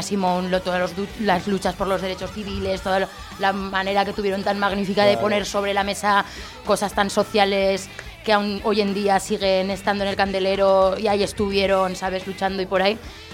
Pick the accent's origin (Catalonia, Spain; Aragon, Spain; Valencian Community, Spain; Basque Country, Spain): Aragon, Spain; Zaragoza; De aquí, yo soy de Zaragoza de toda la vida.